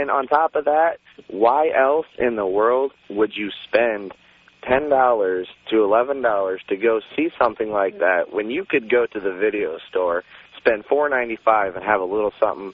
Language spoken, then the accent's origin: English; Indiana, United States; moved away; I'm from Indiana originally. I moved out here over a year ago, just started listening to your show, just caught it, and I love it.